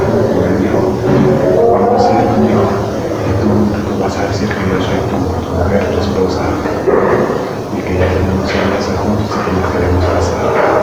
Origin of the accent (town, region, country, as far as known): Honduras; also born or lived in Monterrey; now in Guadalajara, Mexico